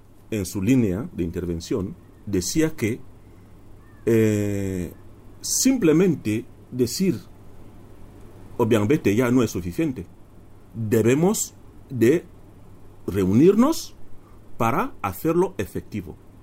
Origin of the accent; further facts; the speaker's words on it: Equatorial Guinea; Todos somos guineanos. Es lo único que nos identifica.